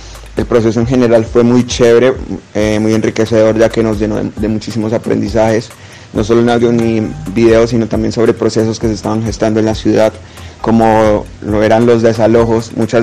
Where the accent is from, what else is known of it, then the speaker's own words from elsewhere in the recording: Cali, Valle del Cauca, Colombia; soy un rapero del Oriente de Cali